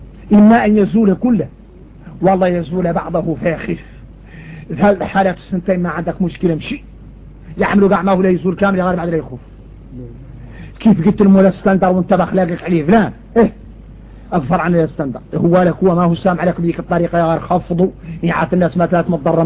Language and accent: Arabic; Mauritania; عندنا إحنا موريتاني